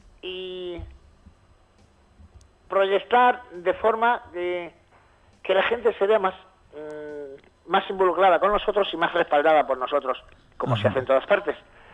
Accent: Talavera la Real, Extremadura, Spain; born there; now in Galicia, Spain; Nací en Talavera de la Nueva.

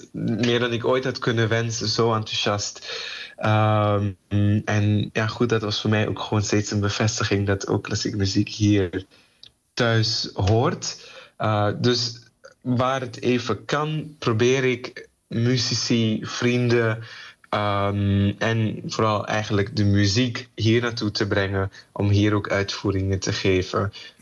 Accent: Suriname; Ik ben Surinamer ook en ook heel trots op de Surinaamse muziek.

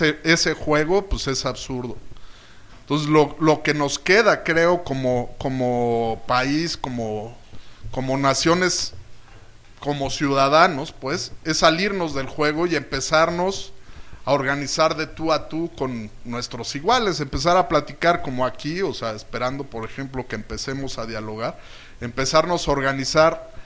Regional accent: Mexico; Ya ese derecho lo estamos perdiendo como ciudadanos mexicanos

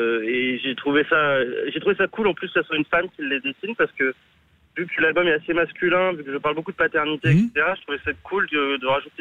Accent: Clermont-Ferrand, Auvergne-Rhône-Alpes, France; Moi je viens du centre de la France, de Clermont-Ferrand.

